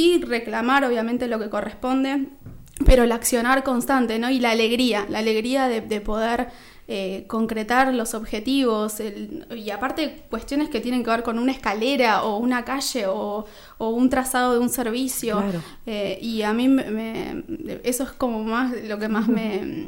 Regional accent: Buenos Aires, Argentina; Yo vengo de la provincia de Buenos Aires, uh-huh. del conurbano

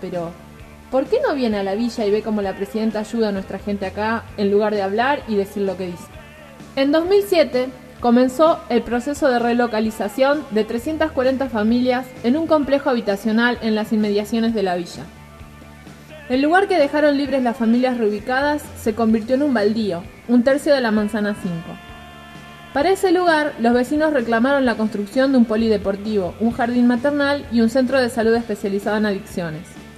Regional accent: Paraguay; Yo soy paraguaya.

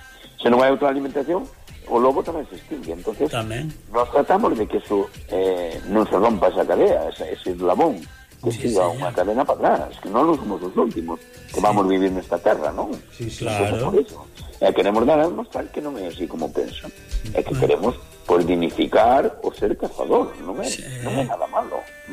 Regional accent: Lobios, Galicia, Spain; o resto somos todos de Lobios, do Concello de Lobios, vale?

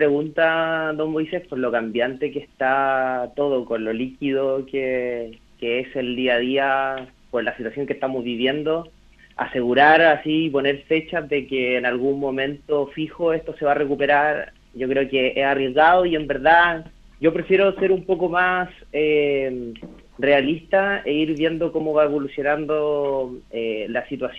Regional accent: Chile; conociéndonos cómo somos los chilenos

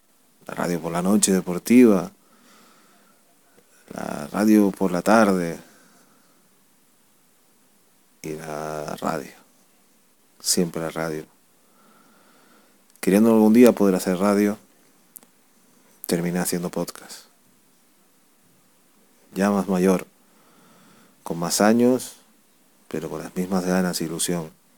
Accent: Spain; Con una radio que no se actualiza en mi país, España

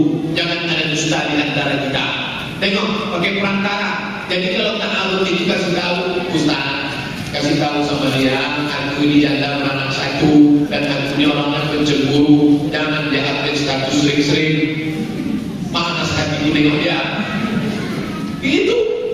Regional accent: Java, Indonesia; Kita orang Jawa, nunjuknya gini.

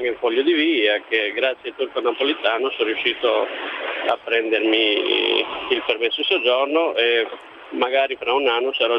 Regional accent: Albania; Italian is a second language; now in Italy; Beh, io non so, io sono un albanese, non saprei cosa passa per la mente dei tunisini

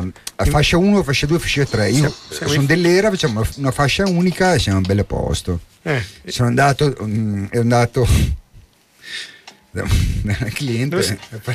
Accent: Modena, Emilia-Romagna, Italy; Io sono di Modena, in provincia di Modena.

